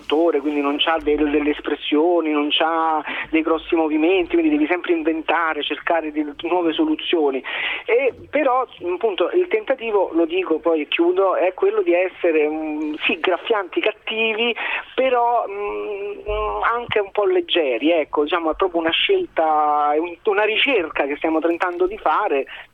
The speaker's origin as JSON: {"language": "Italian", "town": "Rome", "region": "Lazio", "country": "Italy", "said": "sono romano, tanto di cappello"}